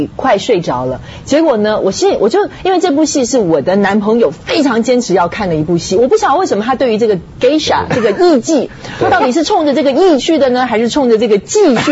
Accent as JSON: {"language": "Chinese", "country": "China", "said": "那因为我是中国人啊，所以所以对，可能就会想法会比较多"}